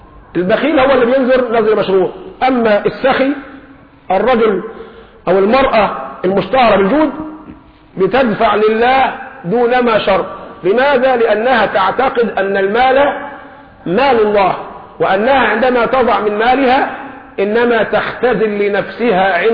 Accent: Egypt; بنقول لهم احنا كمصريين اهو ده مستوانا

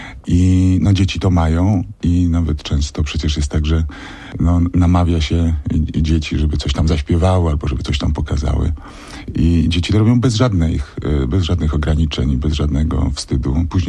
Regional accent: Świdnica, Lower Silesian Voivodeship, Poland; bo ja jestem z Dolnego Śląska, ze Świdnicy

